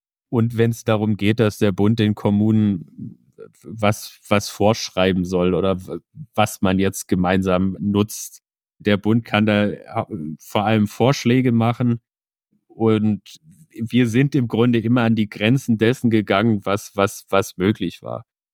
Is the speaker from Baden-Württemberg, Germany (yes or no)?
yes; Sigmaringen, Baden-Württemberg, Germany; Ich bin 32, seit 2,5 Jahren im Bundestag. Ich komme ganz aus dem Süden in Deutschland, aus Baden-Württemberg, Sigmaringen, um genau zu sein.